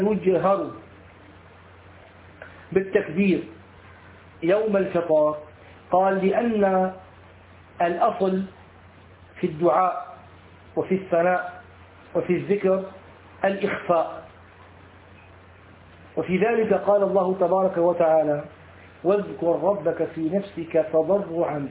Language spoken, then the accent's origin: Arabic; Syria; أما عندنا في سوريا غفر الله للجميع يقولون الله أكبر الله